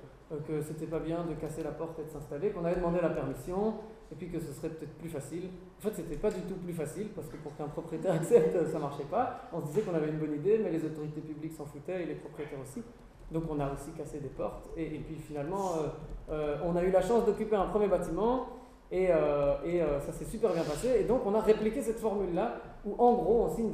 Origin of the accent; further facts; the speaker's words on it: Brussels, Brussels-Capital Region, Belgium; je viens de Bruxelles, effectivement.